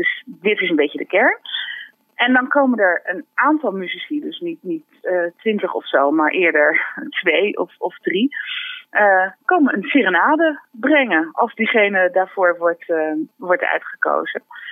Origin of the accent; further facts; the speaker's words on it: Rotterdam, South Holland, Netherlands; En zelf kom ik ook uit Rotterdam-Zuid en ben professioneel violiste.